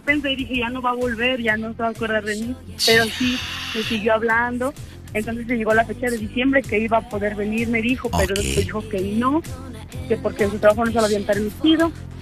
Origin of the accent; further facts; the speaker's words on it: Guanajuato, Mexico; yo soy de acá, de Guanajuato